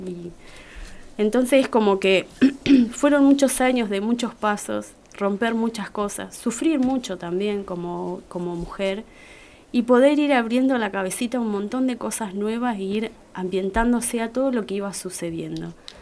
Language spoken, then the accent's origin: Spanish; Uriburu, La Pampa, Argentina; De Uriburu.